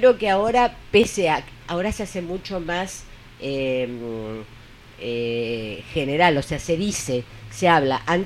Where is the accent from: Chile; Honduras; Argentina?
Argentina; southern Argentina; un frío tremendo, yo soy del sur de Argentina, un frío tremendo, espantoso